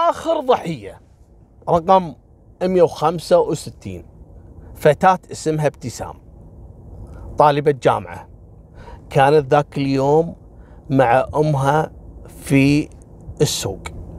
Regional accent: Kuwait; احنا كويتيين نقول نذبحك.

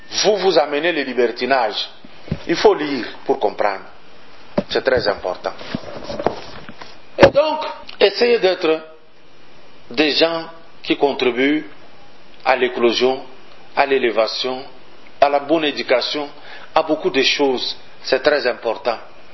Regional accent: Katanga, DR Congo; Chez moi, au Katanga

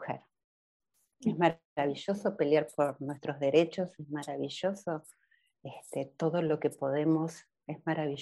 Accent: Buenos Aires, Argentina; nosotros los argentinos, los porteños sobre todo, que somos los de Buenos Aires, somos impuntuales

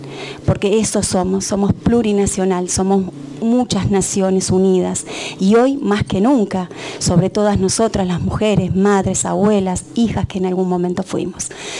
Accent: El Bolsón, Río Negro, Argentina; Vengo del Bolsón, soy Tehuelche Mapuche.

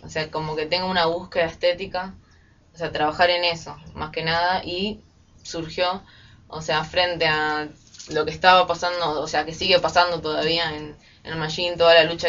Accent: Buenos Aires, Argentina; now in El Bolsón, Argentina; Yo soy de Buenos Aires. Llegué al Bolsón y me encontré la carrera. Y me quedé.

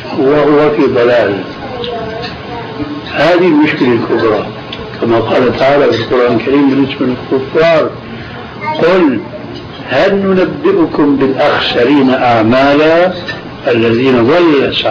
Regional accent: Aleppo, Aleppo Governorate, Syria; يعني عندنا في حلب في قبر

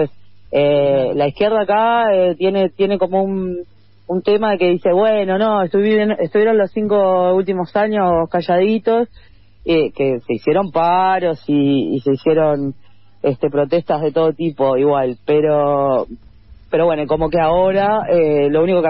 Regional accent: Uruguay; en un país que somos 3 millones, o sea, somos un barrio de San Pablo

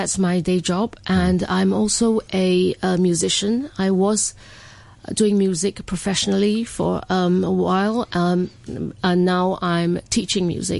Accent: Johor Bahru, Johor, Malaysia; Yes, I was born and raised in Johor Bahru, Malaysia.

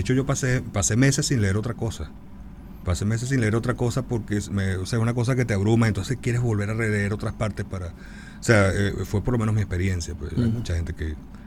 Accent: Cagua, Aragua, Venezuela; Tuvo un periódico en la ciudad de donde yo vengo, en Cagua

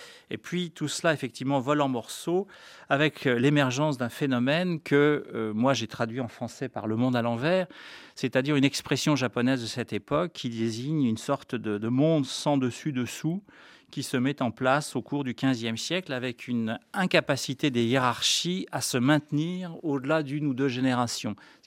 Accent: Geneva, Switzerland; je le dis d'autant plus que je viens de Genève

